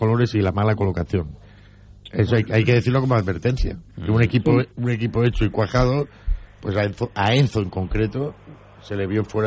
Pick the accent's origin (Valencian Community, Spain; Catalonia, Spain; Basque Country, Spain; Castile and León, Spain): Valencian Community, Spain; Que nos pegamos sopa, somos valencianos, ¿qué pasa?